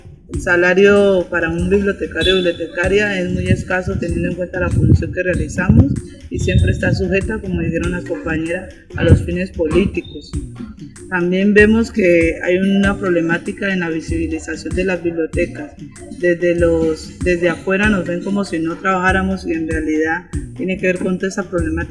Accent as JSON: {"language": "Spanish", "town": "Barbacoas", "region": "Nariño", "country": "Colombia", "said": "vengo del municipio de Barbacoas"}